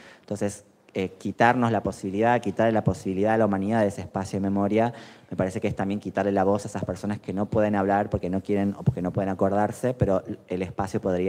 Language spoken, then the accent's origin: Spanish; Tucumán, Argentina; Yo soy de Tucumán, como decía Santi